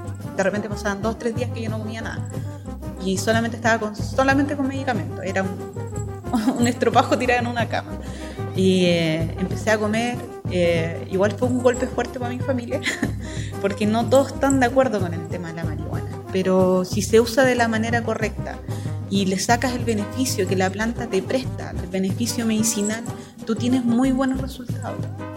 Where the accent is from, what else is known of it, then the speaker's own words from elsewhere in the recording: Villa Alemana, Valparaíso, Chile; pertenezco a la ciudad de Villa Alemana